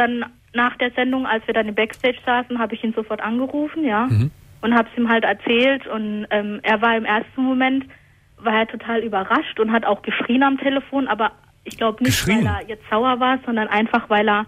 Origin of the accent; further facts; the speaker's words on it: Hockenheim, Baden-Württemberg, Germany; ja, ich komme aus Hockenheim, ne? Wo soll ich denn sonst herkommen?